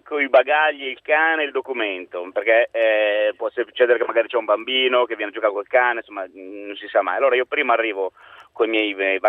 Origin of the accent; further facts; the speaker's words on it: Genoa, Liguria, Italy; io sono di Genova, ma infatti sono a Vicenza in questo momento col cane